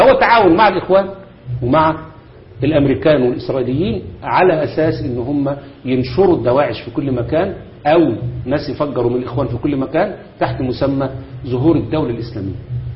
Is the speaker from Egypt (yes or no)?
yes; Egypt; انا واثق جدا جدا ان المخابرات عندنا في مصر